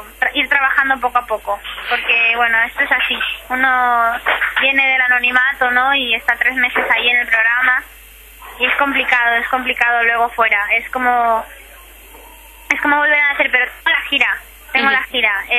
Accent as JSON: {"language": "Spanish", "region": "Catalonia", "country": "Spain", "tie": "born or raised there", "said": "aquí hay mucha gente en mi situación, ¿no? Llevamos aquí toda la vida, ¿no? Y todos mis recuerdos, toda mi infancia, toda mi adolescencia está aquí, mis amigos, mi vida, mi colegio."}